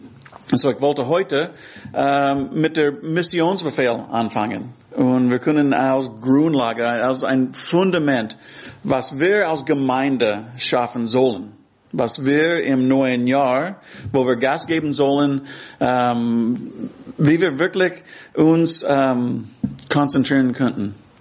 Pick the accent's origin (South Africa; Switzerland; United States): United States; Texas; now in Hamburg, Germany; ich komme ursprünglich aus Texas, aber jetzt wohne ich in Hamburg. Meine Frau Karen ist hier. Wir sind seit 4 Jahren hier in Hamburg